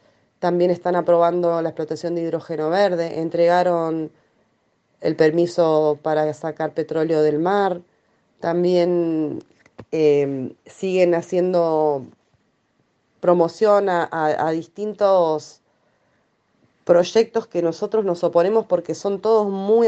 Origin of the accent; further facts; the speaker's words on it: Chubut, Argentina; de Chubut, soy militante contra los extractivismos y por derechos humanos